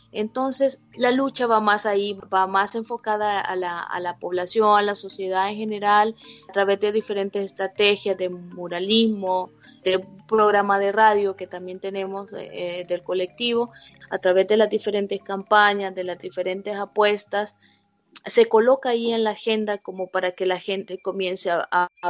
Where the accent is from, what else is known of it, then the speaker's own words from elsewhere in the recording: El Salvador; soy de El Salvador